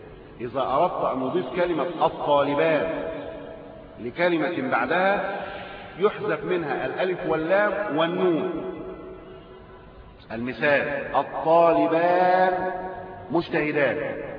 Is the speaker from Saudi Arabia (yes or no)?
no; Egypt